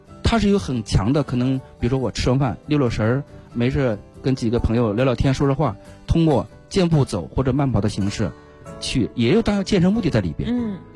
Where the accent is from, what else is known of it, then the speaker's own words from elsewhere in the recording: China; 我们中国人实际上对这个极限运动也好，好多一冒险运动也好，实际上兴趣点不是那么高的啊